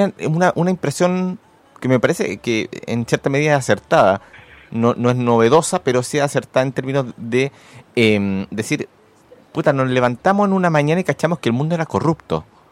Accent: Maipú, Santiago Metropolitan Region, Chile; yo soy originario de Maipú

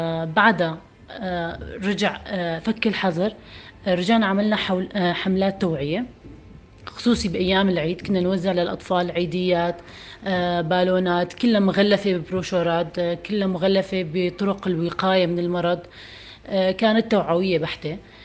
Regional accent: Syria; أول شيء نحن من الشمال السوري، منطقة الشمال السورية من زمان منطقة مو مخدمة، فيها الخدمات الصحية كتير سيئة

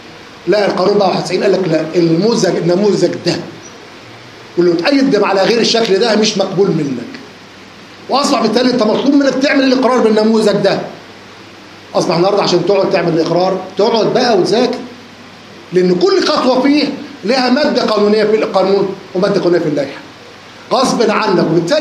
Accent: Egypt; ولكن طبعا عشان احنا مصريين وما ينفعش نشتغل لوحدنا

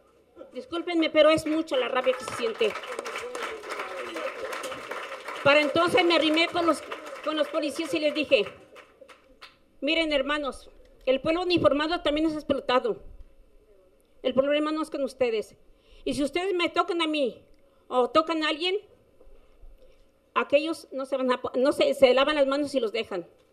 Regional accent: Temaca, Jalisco, Mexico; somos de Temaca, quieren matar al pueblo y tenemos el derecho de estar aquí

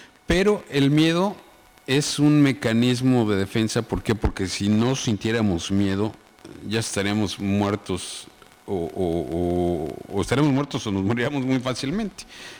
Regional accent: Mexico; si hay en este planeta expertos en superar crisis, somos los mexicanos

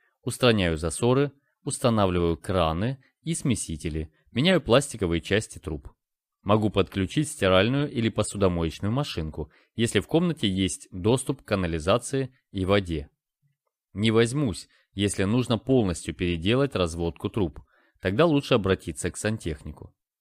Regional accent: Russia; Я ответил, что я из России. Но из-за отсутствия акцента они мне не поверили.

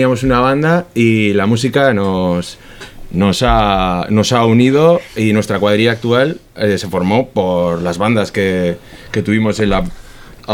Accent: Basauri, Basque Country, Spain; también un poco de Basauri, ¿eh? Aunque solo sea yo de Basauri

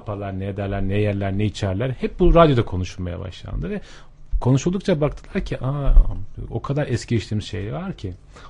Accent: Erzurum, Turkey; Ben daha önce Erzurum'da görev yapıyordum ve Erzurumluyum.

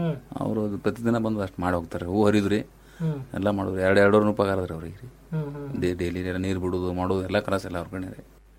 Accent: Karnataka, India; ಹಾವಿನಾಡು sir ನಮ್ಮ ಊರು.

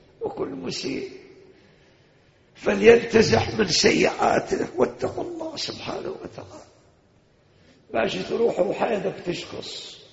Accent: Iraq; احنا حدنا في لهجتنا العراقيين يقول كل شي دين بدين حتى دمعة العين

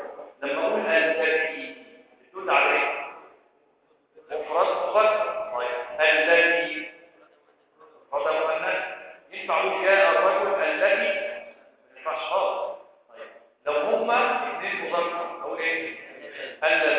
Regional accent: Egypt; بس ليه مش مشهورة عندنا في مصر؟

